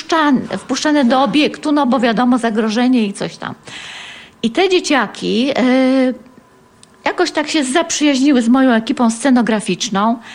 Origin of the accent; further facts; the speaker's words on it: Tarnów, Lesser Poland, Poland; now in Legnica, Poland; My pochodzimy razem z Tarnowa. Było to miasto, czy jest to miasto, to miasto wychowało nas z miłością do siebie.